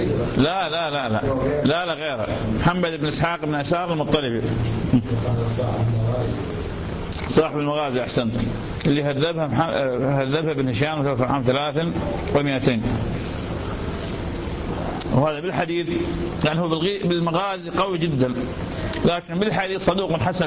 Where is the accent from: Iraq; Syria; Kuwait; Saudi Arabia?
Iraq; سادة شكرين عندنا بالعراق